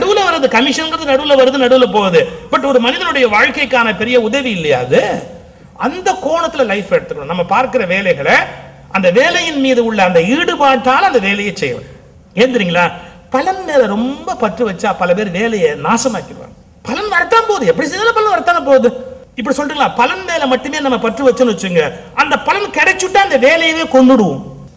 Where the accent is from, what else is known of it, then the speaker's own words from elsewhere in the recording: India; நானும் இந்தியன் தானே